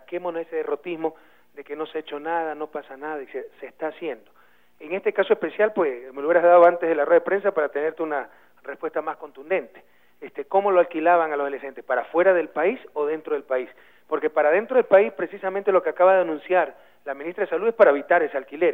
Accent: Ecuador; porque así somos los ecuatorianos.

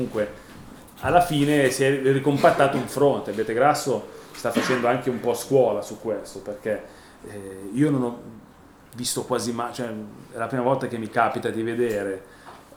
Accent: Southern Italy, Italy; Cioè lo so io che sono terrone, no?

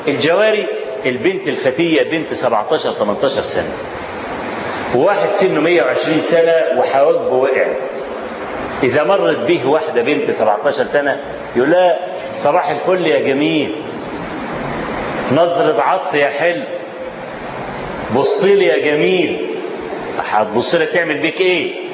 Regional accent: Egypt; وأنا ما بقولش كده عشان أنا مصري

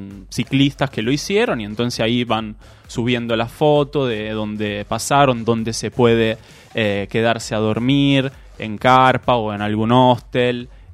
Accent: Italy; now in Argentina; Yo soy italiano, pero mis padres son de acá. Por el momento me estoy encontrando acá.

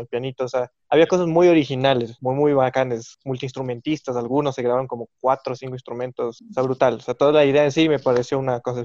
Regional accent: Quito, Pichincha, Ecuador; Yo siempre digo, solo soy un pianista quiteño

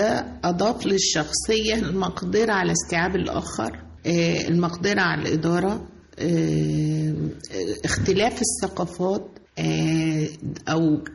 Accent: Monufia Governorate, Egypt; أنا من المنوفية

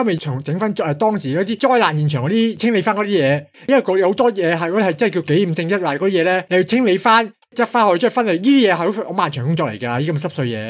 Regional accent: Hong Kong; 我哋香港人好坚强嘅，唔不辐射嘅。

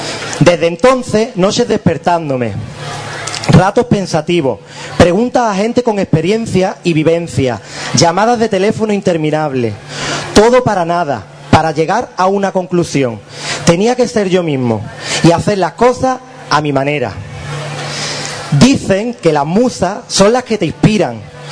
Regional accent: Ubrique, Andalusia, Spain; Soy de Ubrique, del lugar más maravilloso de donde se puede ser. Me siento orgulloso de donde nací y no cambiaría mi pueblo por ningún otro lugar del mundo. Porque he nacido aquí, porque me he criado aquí

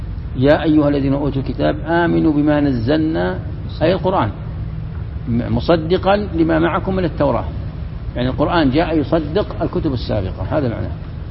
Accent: Morocco; وعندنا في المغرب فاس، مدينة فاس

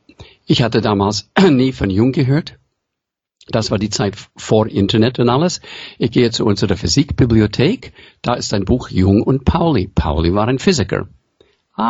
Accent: United States; accent: American; German is a second language; Man hört für meinen Akzent, dass ich ursprünglich aus den USA komme. Mein Vater war aus Hausach im Schwarzwald, Mutter aus Prag und zu Hause sprachen die nur Englisch.

